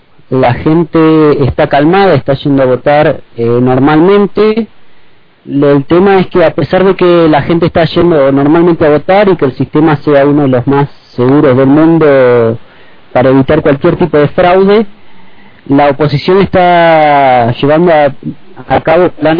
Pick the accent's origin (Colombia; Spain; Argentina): Argentina; Patagonia; now in Caracas, Venezuela; Sí, sí, yo soy de Argentina. Viví en varios lugares, así que más que nada en la Patagonia, soy patagónico.